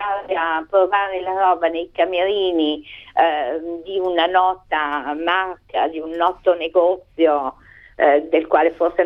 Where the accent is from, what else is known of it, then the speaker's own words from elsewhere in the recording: Milan, Lombardy, Italy; now in Modena, Italy; Io ricordo a Milano, adesso sono abito Modena, ma ricordo, io sono milanese